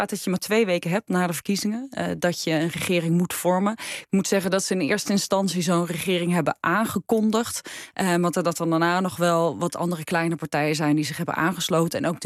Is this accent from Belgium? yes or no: no; Netherlands; En ik denk dat het ook wel hielp dat we uit Nederland kwamen.